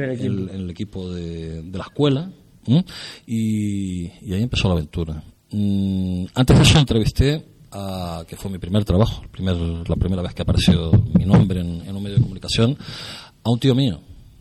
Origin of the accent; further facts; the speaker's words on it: Granadilla, Canary Islands, Spain; Yo era el corresponsal de deportivo de mi pueblo, en Granadilla.